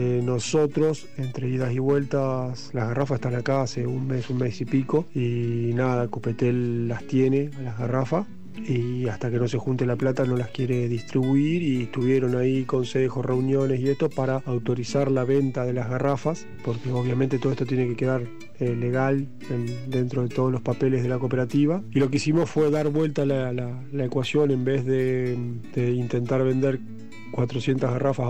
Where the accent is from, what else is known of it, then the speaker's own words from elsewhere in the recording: Santa Fe, Argentina; yo soy de la ciudad de Santa Fe, capital